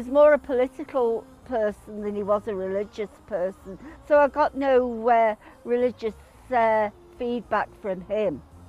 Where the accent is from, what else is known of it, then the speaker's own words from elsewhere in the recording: Manchester, North West England, United Kingdom; I'm 57. I was born on the 28th of July 1957. I come from Chalk and Cromhardy in Manchester, England.